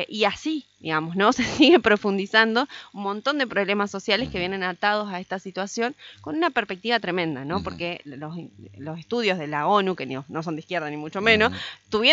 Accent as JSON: {"language": "Spanish", "town": "Paraná", "region": "Entre Ríos", "country": "Argentina", "said": "O sea, nosotros que somos de Paraná"}